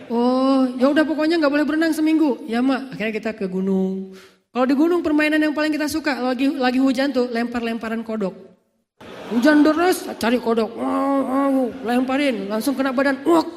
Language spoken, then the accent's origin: Indonesian; Aceh, Indonesia; Saya waktu kecil kan di Aceh itu rumah saya depan rumah laut, belakang rumah gunung.